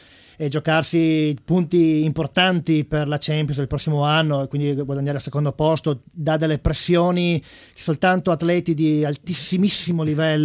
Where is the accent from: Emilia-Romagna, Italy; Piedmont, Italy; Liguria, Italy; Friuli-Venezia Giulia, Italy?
Friuli-Venezia Giulia, Italy; Coltivata vigna, ovviamente, sono friulano